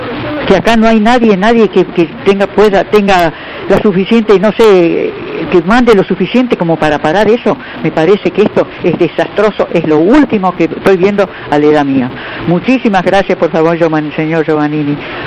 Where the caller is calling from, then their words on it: Lanús, Buenos Aires Province, Argentina; de Lanús. Tengo 85 años.